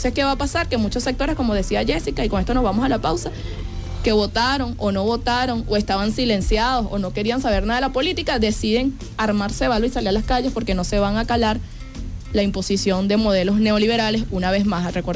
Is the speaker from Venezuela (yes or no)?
yes; Venezuela; como venezolanos y venezolanas por una patria soberana